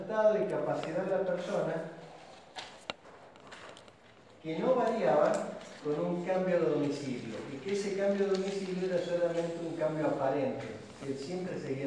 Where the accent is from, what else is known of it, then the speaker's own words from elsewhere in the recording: Argentina; ya somos todos argentinos. Porque si nosotros tuvimos un abuelo turco, un abuelo italiano, un abuelo español, o un bisabuelo ya, yo creo que soy de los más chicos que tenía abuelo